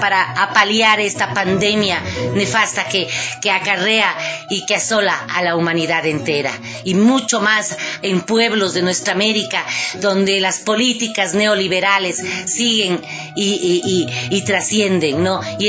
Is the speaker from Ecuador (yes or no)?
yes; Ecuador; Lo que acaban de aprobar es catastrófico para nuestro país y como pueblo ecuatoriano.